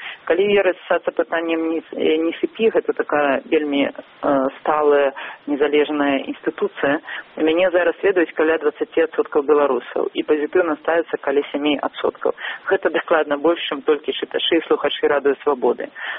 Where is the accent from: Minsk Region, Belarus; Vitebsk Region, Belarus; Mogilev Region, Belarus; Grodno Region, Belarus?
Vitebsk Region, Belarus; Vitebsk; з Віцебску, з майго роднага горада